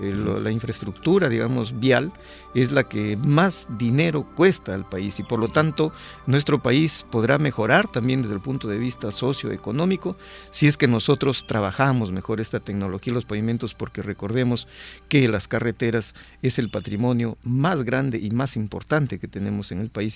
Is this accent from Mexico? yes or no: no; Peru; nosotros como peruanos, ¿no?